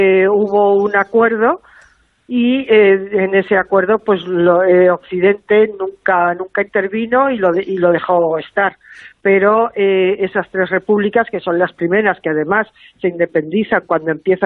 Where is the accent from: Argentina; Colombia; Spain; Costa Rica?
Spain; como pudiéramos ser tú o yo, como españoles, ¿no?